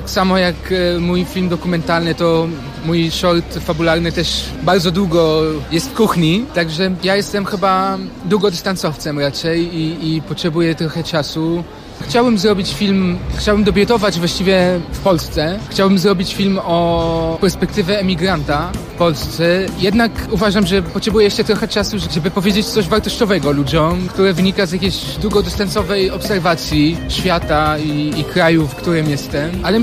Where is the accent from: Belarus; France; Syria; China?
Syria; ja jestem z Syrii, a on jest z Polski